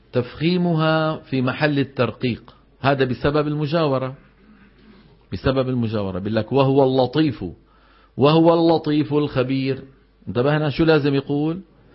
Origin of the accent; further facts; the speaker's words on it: Syria; تبهنا شلون، خاصة عندنا في الشام بيقول لك الجبال أولئك أصحاب الجنة